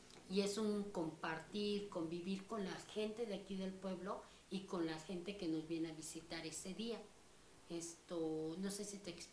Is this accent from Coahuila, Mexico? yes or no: no; San Lucas Xochimanca, Mexico City, Mexico; soy de aquí de San Lucas Ochimanca, pueblo de Xochimilco, es el primer pueblo de los llamados pueblos de la montaña.